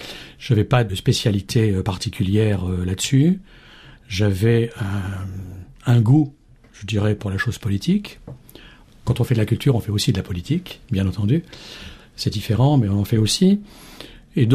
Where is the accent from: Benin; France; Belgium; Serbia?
France; Donc je suis français, je suis un ancien diplomate